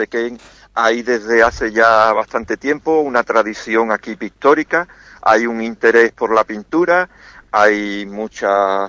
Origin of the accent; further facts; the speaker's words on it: Jerez, Andalusia, Spain; born there; now in Seville, Spain; yo nací en Jerez, vivo en Sevilla.